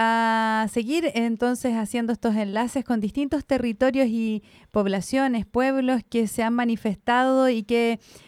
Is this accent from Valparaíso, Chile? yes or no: no; Biobío, Chile; Tengo un cariño especial por Boca Sur porque crecí en Boca